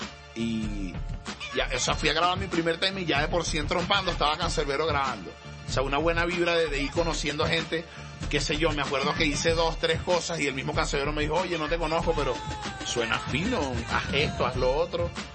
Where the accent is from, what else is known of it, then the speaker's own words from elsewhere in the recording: Venezuela; Crecí con MTV, soy venezolano, soy latino.